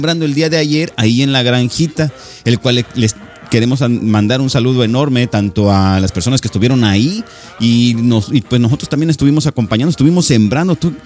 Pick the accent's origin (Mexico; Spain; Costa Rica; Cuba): Mexico; Zacatepec, Morelos; yo soy del estado de Morelos, ahí en Zacatepec fue que nací